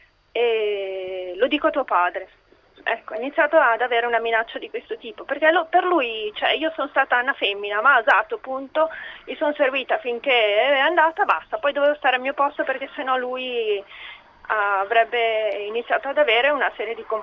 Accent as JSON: {"language": "Italian", "town": "Milan", "region": "Lombardy", "country": "Italy", "said": "sono di Milano."}